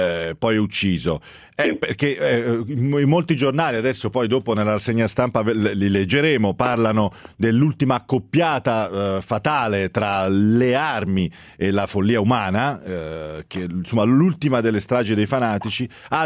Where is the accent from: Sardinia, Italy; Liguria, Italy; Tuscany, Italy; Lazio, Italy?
Tuscany, Italy; Pisa; io perché io sono pisano, è vero